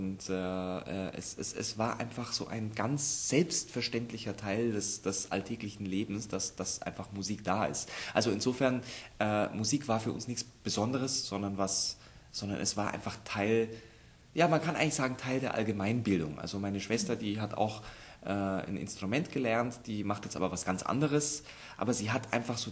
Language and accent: German; Augsburg, Bavaria, Germany; now in Munich, Germany; Ich komme aus Augsburg, aber ich wohne seit 10 Jahren in München.